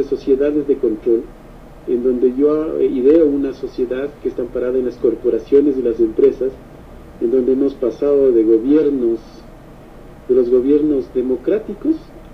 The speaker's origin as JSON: {"language": "Spanish", "country": "Ecuador", "said": "lo que nosotros como ecuatorianos lo que nos limita siempre"}